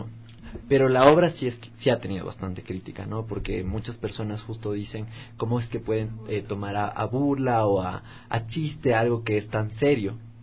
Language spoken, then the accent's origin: Spanish; Ecuador; algunos personajes que están muy establecidos a cómo somos los ecuatorianos.